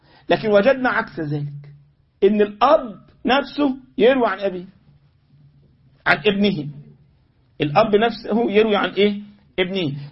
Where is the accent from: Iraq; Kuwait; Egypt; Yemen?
Egypt; يعني انا مرة من المرات عندنا في مصر كان في بعض الشيوخ عندنا في المسجد